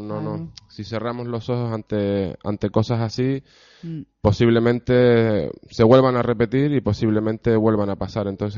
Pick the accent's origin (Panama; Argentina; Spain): Spain; Arrecife, Canary Islands; un lenguaje particular que comprendamos todos los que somos de Lanzarote y de Arrecife